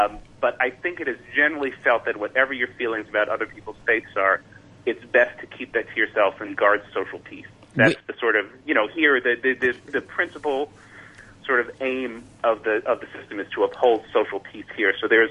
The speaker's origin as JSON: {"language": "English", "country": "United States", "tie": "born or raised there", "said": "I was raised in the United States. I have no religion."}